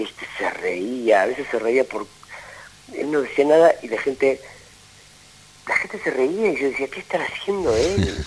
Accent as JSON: {"language": "Spanish", "country": "Argentina", "said": "Yo soy argentino, con mis primos, todos son argentinos, pero si vinieron todas mis tías, sus hermanos, mis abuelos están enterrados en Chacarita. O sea, mi mamá vino de chica."}